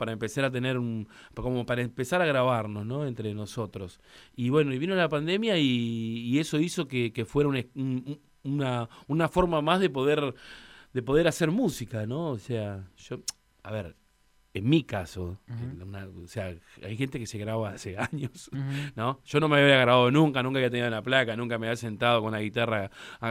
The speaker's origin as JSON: {"language": "Spanish", "town": "Los Hornos", "region": "Buenos Aires Province", "country": "Argentina", "tie": "born or raised there", "said": "mi infancia la viví en Los Hornos"}